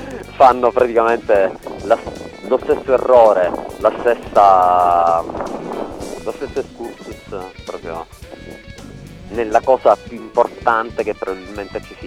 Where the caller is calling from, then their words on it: Syracuse, Sicily, Italy; Allora, sinceramente, intanto vi sto parlando da Siracusa, in Sicilia, no?